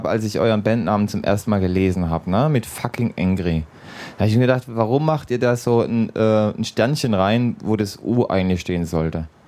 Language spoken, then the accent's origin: German; Cologne, North Rhine-Westphalia, Germany; jetzt gerade als Kölner, ist es sehr angenehm